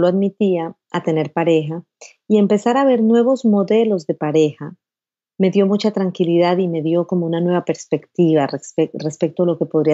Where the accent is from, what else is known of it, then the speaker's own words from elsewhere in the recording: Putumayo, Colombia; born there; lo que me enseñó mi abuelo allá en el Putumayo, en el Amazonas colombiano, que es donde yo nací.